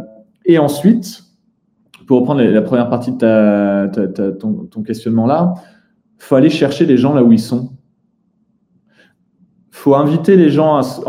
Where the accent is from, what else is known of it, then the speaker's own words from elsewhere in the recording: Netherlands; Moi, j'ai grandi aux Pays-Bas.